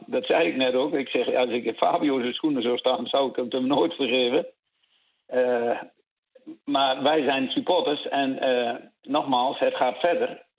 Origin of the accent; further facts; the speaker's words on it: Netherlands; Maar ik ben wel Nederlander en ik blijf wel een beetje chauvinistisch.